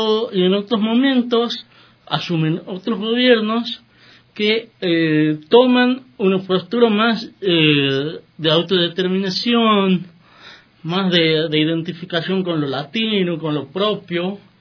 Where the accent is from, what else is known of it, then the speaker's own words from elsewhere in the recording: Argentina; Por ejemplo, en mi país, en Argentina, en la década de los 90, era un gobierno muy liberal